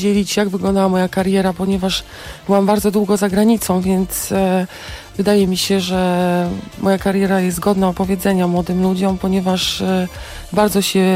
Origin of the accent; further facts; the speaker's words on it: Warsaw, Masovian Voivodeship, Poland; ja w ogóle się urodziłam na Bemowie. Może nie urodziłam, ale mieszkałam tam całe dzieciństwo